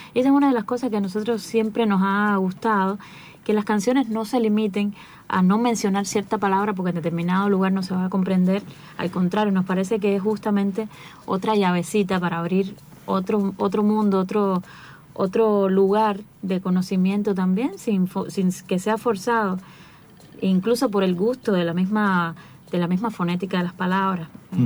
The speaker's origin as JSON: {"language": "Spanish", "country": "Cuba", "said": "para nosotros como cubanos y como trovadores también"}